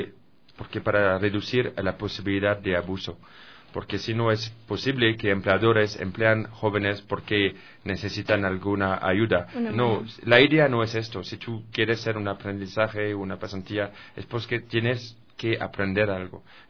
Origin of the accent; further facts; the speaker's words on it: France; Spanish is a second language; es el caso en mi país también, en mi país que es Francia también